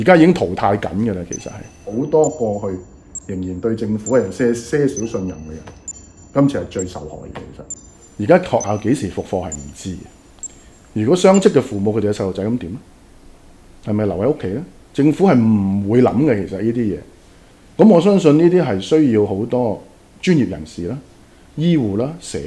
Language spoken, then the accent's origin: Cantonese; Hong Kong; 我哋香港人，我覺得咧，其實已經世界裏邊數一數二嘅公民。